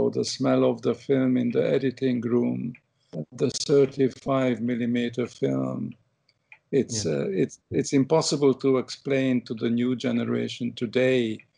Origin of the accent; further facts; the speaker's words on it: England, United Kingdom; moved away as an adult; also born or lived in Hungary; now in United States; But I love England, and I grew up in England, you know, having escaped from Hungary in 1956, and England really become my home, my real adopted country. And then I left it, you know, around 1980, you know, when I came to America